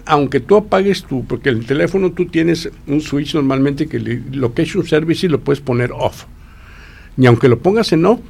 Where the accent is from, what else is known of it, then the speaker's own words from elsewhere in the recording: Mexico; Esa se nos peló como mexicanos, ¿eh?